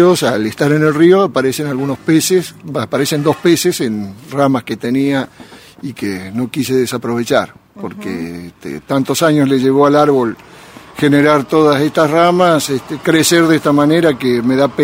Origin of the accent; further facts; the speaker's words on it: Nono, Córdoba, Argentina; Soy de Nono, vivo en Nono, en realidad en el paraje San Huberto.